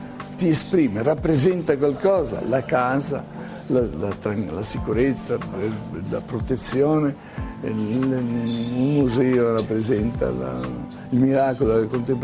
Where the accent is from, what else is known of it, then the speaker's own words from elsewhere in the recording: Genoa, Liguria, Italy; also born or lived in Milan; io sono nato a Genova, sono cresciuto a Genova, in realtà sono stato a Firenze poco e sono andato a Milano.